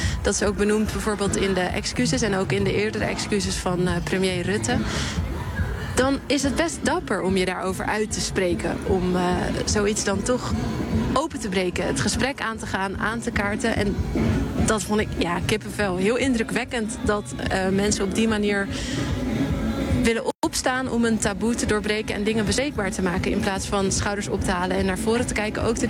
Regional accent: Sint Eustatius, Caribbean Netherlands; now in Netherlands; Ja, als ik zeg, ik kom uit Sint Eustatius, Stacia, zoals ze het daar noemen

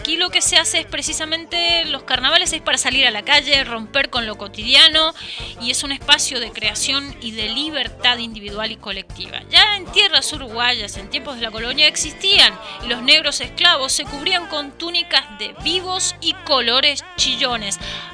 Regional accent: Argentina; Porque habrán supuesto ya que soy argentina, no soy española. Somos vecinos, hablamos igual

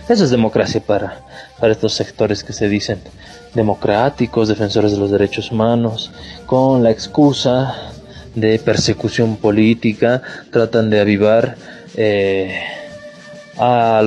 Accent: Bolivia; todo lo que veníamos desarrollando como bolivianos de forma independiente, soberana

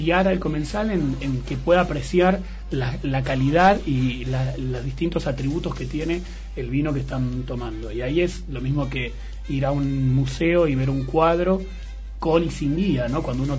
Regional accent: Argentina; Entonces nosotros, como argentinos, los enólogos argentinos juegan con eso de distintos suelos

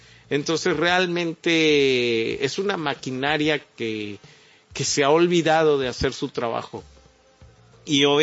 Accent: Mexico; como mexicano le puedo decir a una persona así

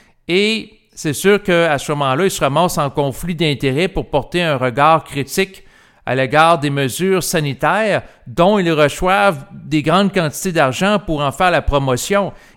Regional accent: Quebec, Canada; que ce soit pour la situation du Québec, étant donné que je suis Québécois

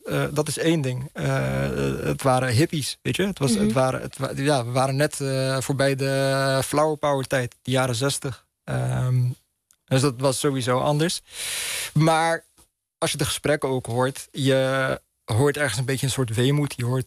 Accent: Netherlands; om als Marokkaans-Nederlandse millennial op te groeien in het Nederland na 9-11

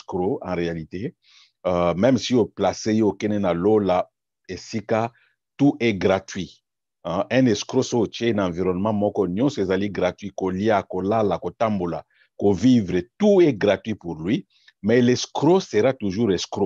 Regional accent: DR Congo; Mais ce que yoki ce qui est détourné chez nous au Congo, moko yoka kaka ba million, ba million, ba million.

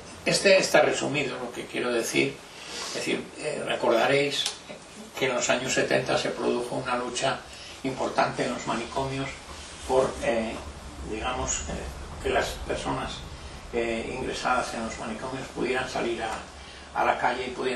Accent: Cuéllar, Castile and León, Spain; que es de cerca de mi pueblo, de Cuéllar

